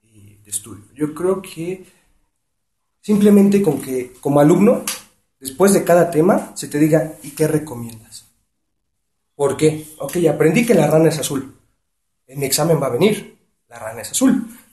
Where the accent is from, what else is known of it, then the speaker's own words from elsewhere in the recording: Iztapalapa, Mexico City, Mexico; also born or lived in Nezahualcóyotl; Yo nací en Nezahualcóyotl, he radicado mi vida en la colonia Renovación, Iztapalapa.